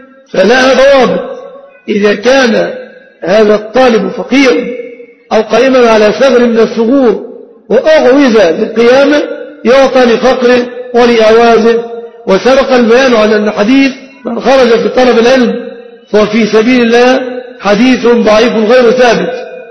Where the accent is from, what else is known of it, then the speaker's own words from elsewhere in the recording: Egypt; الفقير سيارة من زكاة المال ليس في عرفنا كمصريين، لأن أغلب المصريين لا يمتلكون سيارة